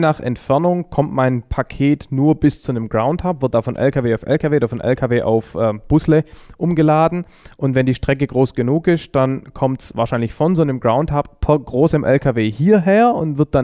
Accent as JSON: {"language": "German", "town": "Stuttgart", "region": "Baden-Württemberg", "country": "Germany", "said": "ich komme aus Stuttgart"}